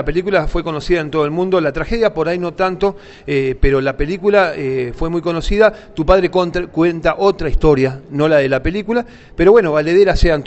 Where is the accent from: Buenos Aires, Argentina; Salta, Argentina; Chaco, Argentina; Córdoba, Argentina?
Buenos Aires, Argentina; moved away; Yo soy de Buenos Aires, hace poco que estoy acá, hace unos 7, 8 años